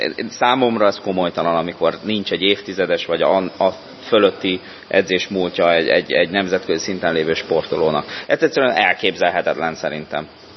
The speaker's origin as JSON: {"language": "Hungarian", "town": "Miskolc", "region": "Borsod-Abaúj-Zemplén", "country": "Hungary", "said": "Szóval ez 1991-ben volt, miskolci vagyok"}